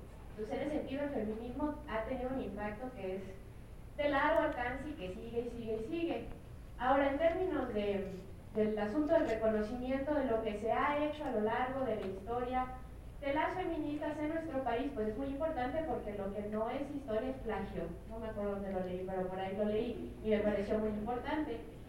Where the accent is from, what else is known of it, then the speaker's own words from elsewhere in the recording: Querétaro, Mexico; habemos mujeres feministas que trabajamos en provincia, yo soy de Querétaro